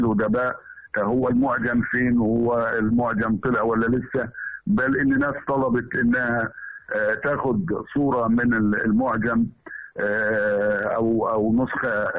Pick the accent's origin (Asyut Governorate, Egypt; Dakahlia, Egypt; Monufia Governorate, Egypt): Asyut Governorate, Egypt; Hamamiya; أنا عندي قريتنا اللي هي الهمامية، قرية الهمامية دي فيها كل الناس فيها تقول الجيم دال، ما عدا عائلة واحدة بس اسمها الخزاعلة بيقولوا الجيم كأنها شين معطشة